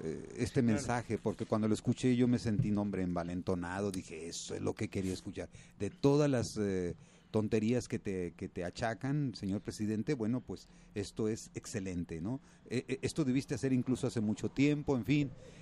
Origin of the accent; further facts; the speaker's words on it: Mexico; now in Switzerland; me sentí así como que mexicano, dije, bueno, pues ya no, yo que tenía planes de volverme ciudadano suizo